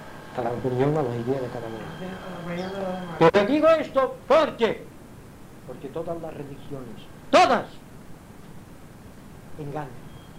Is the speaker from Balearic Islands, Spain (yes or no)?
yes; Palma, Balearic Islands, Spain; also born or lived in Inca; Yo nací en Inca. Me bajaron a Palma que yo tenía 2 o 3 años de edad.